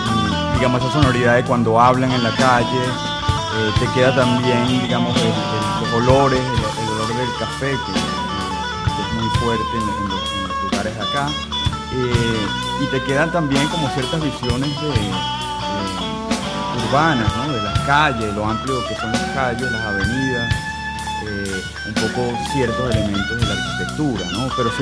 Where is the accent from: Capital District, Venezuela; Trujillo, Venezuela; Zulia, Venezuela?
Capital District, Venezuela; Caracas; Soy de Caracas.